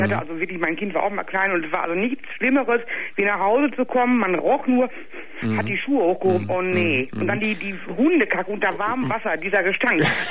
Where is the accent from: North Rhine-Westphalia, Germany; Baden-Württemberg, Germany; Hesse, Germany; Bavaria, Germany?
North Rhine-Westphalia, Germany; Gelsenkirchen; Nee, also wie gesagt, ich komme aus Gelsenkirchen.